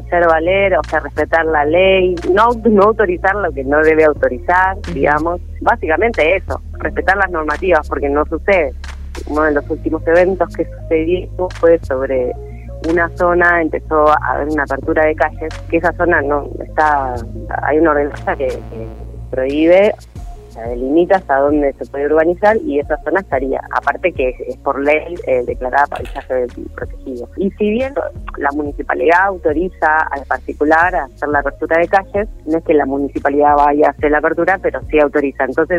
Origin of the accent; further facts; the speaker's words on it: Arana, Buenos Aires, Argentina; yo soy de Arana